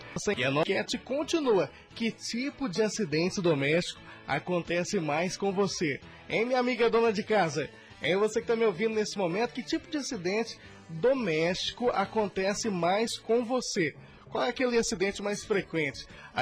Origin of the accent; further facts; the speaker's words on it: Fortaleza de Minas, Minas Gerais, Brazil; lá em Fortaleza de Minas, lá na minha terra, né?